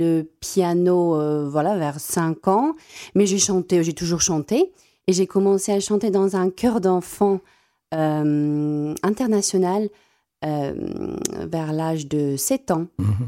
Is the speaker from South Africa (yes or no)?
yes; South Africa; first language Afrikaans; French is a second language; j'affectionne beaucoup ma langue maternelle, donc qui est l'afrikaans.